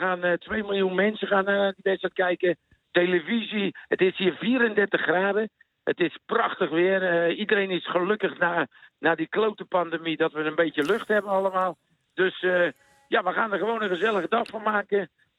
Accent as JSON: {"language": "Dutch", "town": "Rotterdam", "region": "South Holland", "country": "Netherlands", "lives_now": "Austria", "said": "Ik ben 22 jaar heel gelukkig geweest in Rotterdam. Ik heb daar mijn familie. Ik ben een Hollander. Ik ben Rotterdammer."}